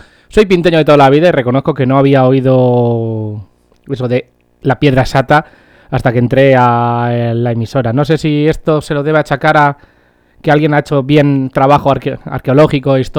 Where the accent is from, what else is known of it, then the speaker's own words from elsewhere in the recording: Pinto, Community of Madrid, Spain; el centro de la península ibérica es mi pueblo y es justo además ese punto que está en el centro del pueblo. Y me da igual cualquier otra cosa, me da igual. Y ya que estamos hablando de Pinto